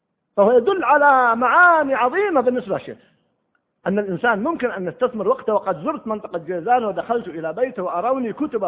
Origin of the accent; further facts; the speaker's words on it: Egypt; عمره 35 سنة فقط عندنا في مصر